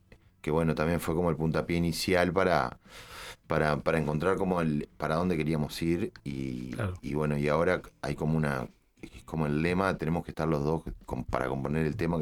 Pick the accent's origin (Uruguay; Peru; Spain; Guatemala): Uruguay; Rosario, Colonia; Somos todos de Rosario, muchos de nosotros.